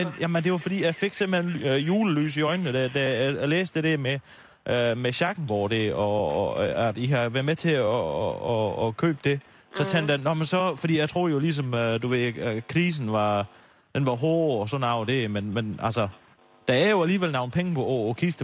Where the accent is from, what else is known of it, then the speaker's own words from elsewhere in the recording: Region of Southern Denmark, Denmark; accent: South Jutlandic; jeg tænkte, at jeg kunne bruge det, at jeg var sønderjyde til noget.